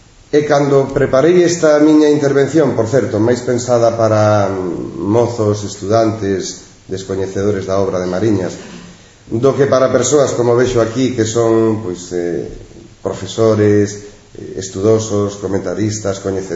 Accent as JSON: {"language": "Galician", "region": "Galicia", "country": "Spain", "said": "Celebro como galego comprometido co seu país"}